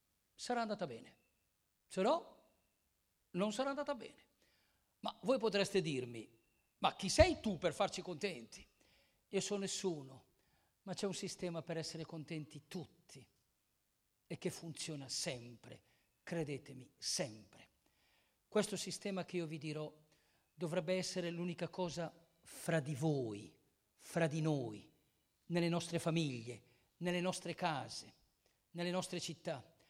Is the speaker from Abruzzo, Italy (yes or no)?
no; Lecco, Lombardy, Italy; Io vengo da lontano, vengo da Lecco.